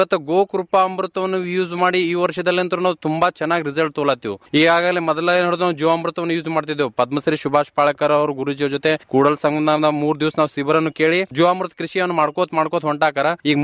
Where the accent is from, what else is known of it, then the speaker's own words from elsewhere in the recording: Almel, Karnataka, India; ನಾನು ಆಲ್ಮೇಲ್ದವನು.